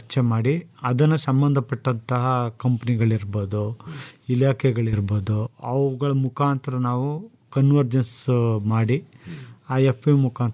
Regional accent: Karnataka, India; ನಮಸ್ಕಾರ, ನಾನು ಮೂಲತಃ ಮಂಡ್ಯ ಜಿಲ್ಲೆಯನ್ನು, ಜೊತೆಗೆ ಕೃಷಿ ಪದವೀಧರ.

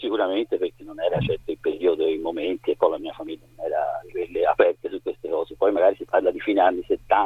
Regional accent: Florence, Tuscany, Italy; Io sono di Firenze, in età intorno delle medie più o meno, ho iniziato ad andare a una palestra a Firenze

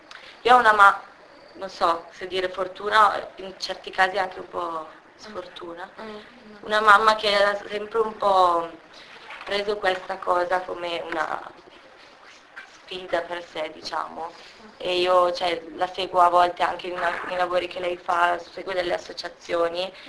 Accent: Lecco, Lombardy, Italy; No, io sono di Lecco.

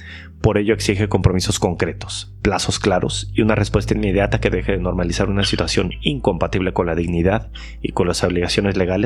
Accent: Mexico; now in Granada, Spain; al ser yo extranjero, mexicano

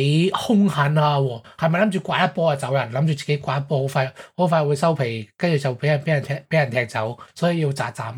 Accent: Hong Kong; 我哋香港人睇都觉得贵啦。

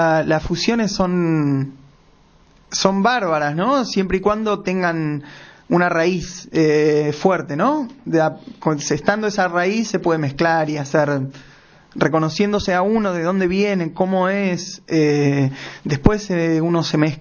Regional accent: Argentina; un poco como somos los argentinos, ¿no?

